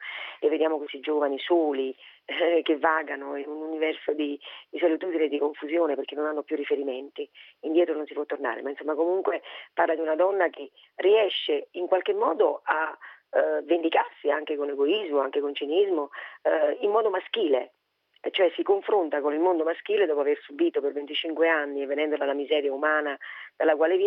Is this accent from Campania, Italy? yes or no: yes; Naples, Campania, Italy; per quanto io sia nata a Napoli, sia napoletana e sia di un vicolo, quindi appartenga alla classe del popolo